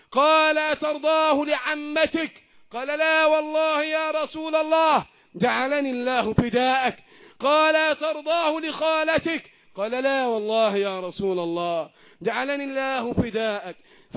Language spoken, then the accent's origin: Arabic; Egypt; اللهم احفظ بلدنا مصر وسائر بلاد المسلمين